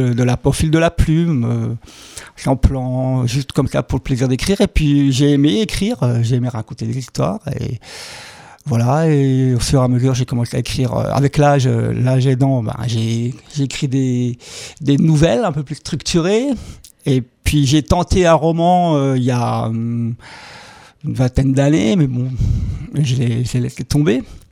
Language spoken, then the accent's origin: French; Grand Est, France; je viens du Bas-Rhin. Un petit village situé à 20 km à l'ouest de la capitale, Strasbourg.